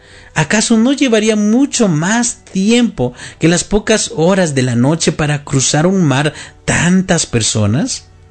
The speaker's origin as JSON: {"language": "Spanish", "country": "Mexico", "said": "para los que somos mexicanos, una de las ciudades más grandes es el Distrito Federal"}